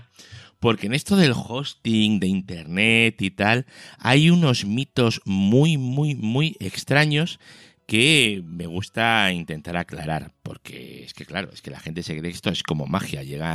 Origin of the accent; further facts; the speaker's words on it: Spain; Todos somos españoles y toda la pasta sale de España.